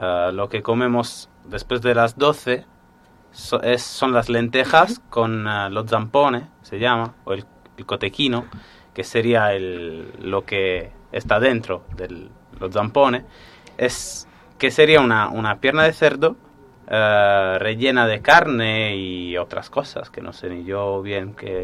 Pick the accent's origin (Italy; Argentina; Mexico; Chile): Italy; Sardinia; Spanish is a second language; Es una tradición, por lo visto, propia de mi pueblo. Por lo menos yo no he hablado con gente de los pueblos alrededores y del resto de Cerdeña